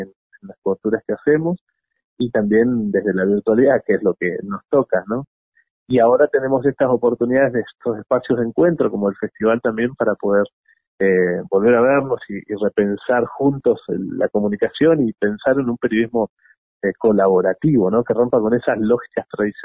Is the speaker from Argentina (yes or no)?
yes; Bariloche, Río Negro, Argentina; Bariloche, que es mi ciudad natal. Yo soy nacido y criado allí y tengo, bueno, mi familia y gente muy querida por allá